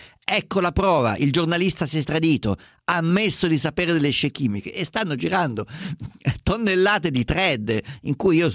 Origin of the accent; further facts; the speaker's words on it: Perugia, Umbria, Italy; da Perugia.